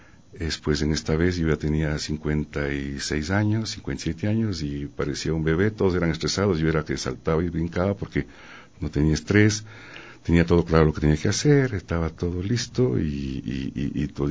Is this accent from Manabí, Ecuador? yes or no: no; Quito, Pichincha, Ecuador; born there; yo nací aquí en Quito, nunca estuve aquí en mi pueblo, no había banda de pueblo. Entonces, yo soy de la generación